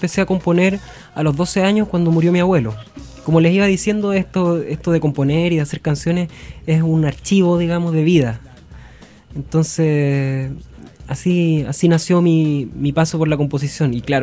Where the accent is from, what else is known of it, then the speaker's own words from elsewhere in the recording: Limache, Valparaíso, Chile; yo empecé en la música muy chiquitito, como a los 12 años. Yo soy de Limache.